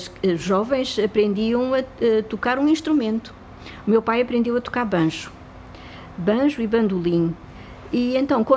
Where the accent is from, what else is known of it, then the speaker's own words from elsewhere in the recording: Lisbon, Portugal; born there; Ajuda, no Recruzeiro da Ajuda, precisamente, na rua onde eu nasci